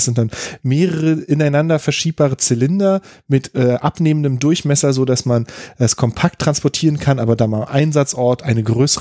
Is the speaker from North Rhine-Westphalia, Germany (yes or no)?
no; Berlin, Germany; ich bin aus Berlin.